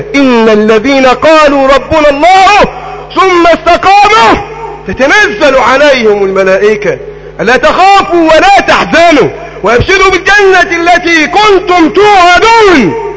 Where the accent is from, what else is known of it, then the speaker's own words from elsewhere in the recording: Egypt; اللهم احفظ بلدنا مصر